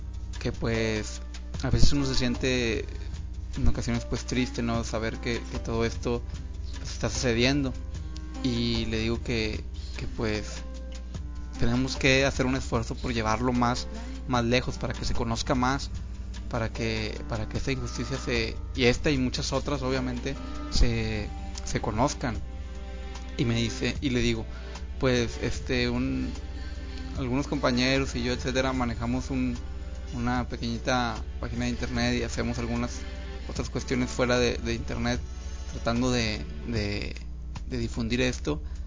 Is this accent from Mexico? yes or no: yes; Monterrey, Nuevo León, Mexico; pues yo soy de Monterrey